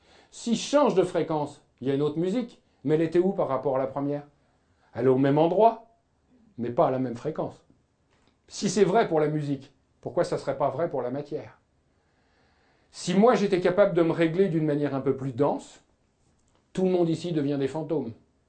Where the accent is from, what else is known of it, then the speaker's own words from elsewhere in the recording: France; Nous, on imagine en tant que Français moyen